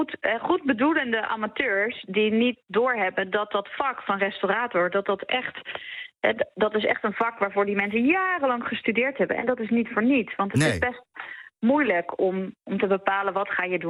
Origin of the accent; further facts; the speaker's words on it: Utrecht, Netherlands; Ik kom zelf ook uit Utrecht